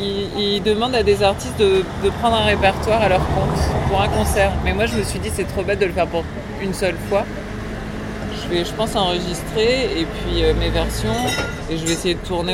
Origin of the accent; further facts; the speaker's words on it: France; accent: French; Je crois que j'ai un petit accent français.